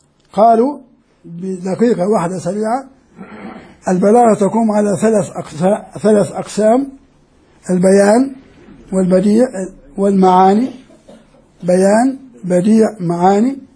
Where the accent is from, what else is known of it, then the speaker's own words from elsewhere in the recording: Jordan; وكان مدرس حتى في الجامعات عندنا في الأردن